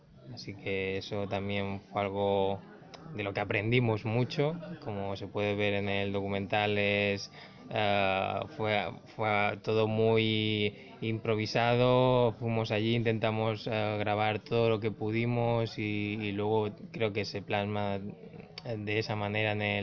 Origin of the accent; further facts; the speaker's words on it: Palma, Balearic Islands, Spain; Y yo soy de Palma, y en Mallorca